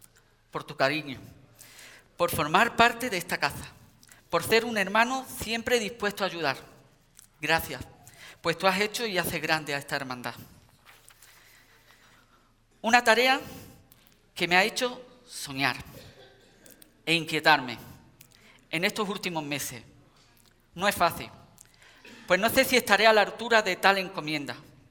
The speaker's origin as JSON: {"language": "Spanish", "town": "Ubrique", "region": "Andalusia", "country": "Spain", "tie": "born or raised there", "said": "Hoy es una noche muy importante para mí, en la que me toca pregonar la Semana Mayor de mi pueblo."}